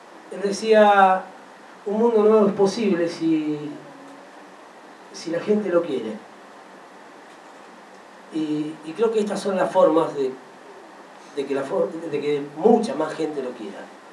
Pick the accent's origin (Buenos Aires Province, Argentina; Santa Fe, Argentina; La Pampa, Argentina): Santa Fe, Argentina; Rosario; como buen rosarino a veces siento lo mismo que … ¿no? Y sobre todas las cosas por ser de Central.